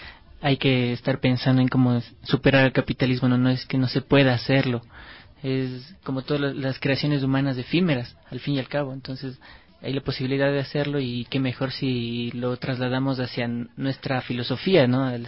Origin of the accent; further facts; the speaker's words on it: Ecuador; con toda la conciencia que hemos adquirido como sociedad ecuatoriana.